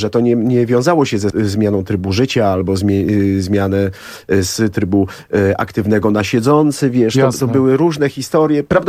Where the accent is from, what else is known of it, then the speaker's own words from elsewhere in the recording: Warsaw, Masovian Voivodeship, Poland; Z Sadyby. Jestem chłopak z Sadyby.